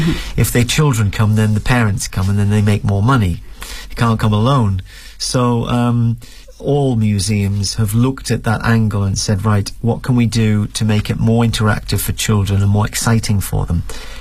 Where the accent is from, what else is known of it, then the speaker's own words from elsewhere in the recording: Newcastle, North East England, United Kingdom; In my hometown in Newcastle